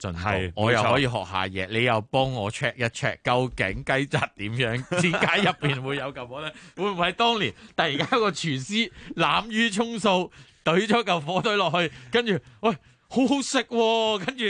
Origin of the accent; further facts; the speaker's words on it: Hong Kong; 我都有时候作为一个香港人又好中国人又好啦